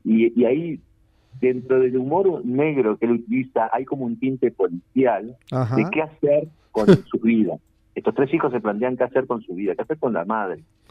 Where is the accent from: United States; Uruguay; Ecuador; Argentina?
Uruguay; Paysandú; now in Montevideo, Uruguay; Sí vengo de una formación de Paysandú, porque soy de Paysandú, sí. Cuando vine a Montevideo.